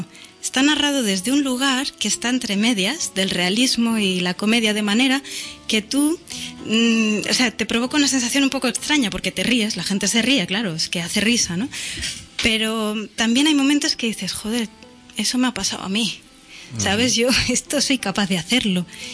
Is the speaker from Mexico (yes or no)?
no; Barcelona, Catalonia, Spain; Pues yo vengo de No Barris y entonces pues allí era lo que había y punto